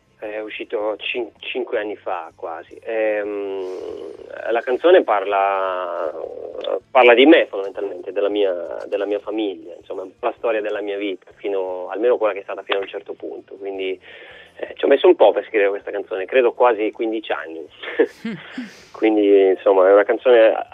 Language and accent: Italian; Albania; now in Italy; io mi sento albanese con passaporto italiano, quindi mi sento anche italiano.